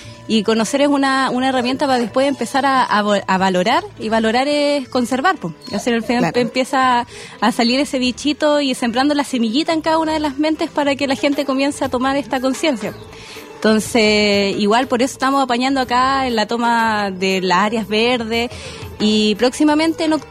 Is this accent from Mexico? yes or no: no; Valdivia, Los Ríos, Chile; yo soy de Valdivia, en específico de una isla, Isla del Rey.